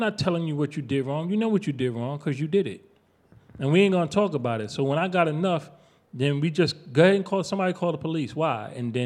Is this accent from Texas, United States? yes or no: no; New York, United States; I'm from New York. I know where he's coming from.